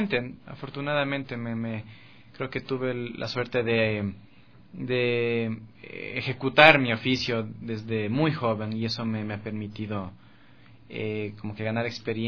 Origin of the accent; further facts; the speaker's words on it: Quito, Pichincha, Ecuador; also born or lived in United States; nací en Quito. Después, con toda mi familia emigramos a Estados Unidos, vivimos ahí 3 años. Mi primera etapa de escolarización fue allá, en Estados Unidos. Yo sabía español, pero aprendí a escribir y a leer primero en inglés.